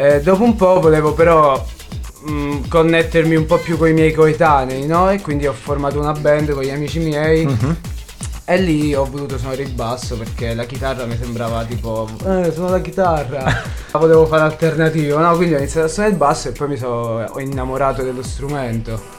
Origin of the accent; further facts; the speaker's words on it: Sapri, Campania, Italy; io sono partito da Sapri, che è un paesino in provincia di Salerno.